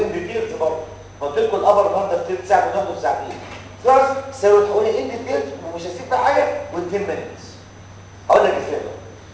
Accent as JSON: {"language": "Arabic", "country": "Egypt", "said": "احنا عندنا في مصر مش موجود. اللي موجود في مصر هو نيوميركازول"}